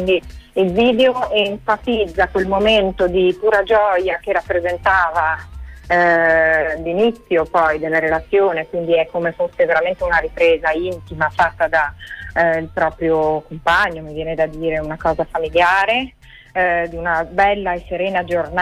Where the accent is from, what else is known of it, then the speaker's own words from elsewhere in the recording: Genoa, Liguria, Italy; Io sono a Genova, quindi sono nella mia città natale, dove vivo da ormai diversi anni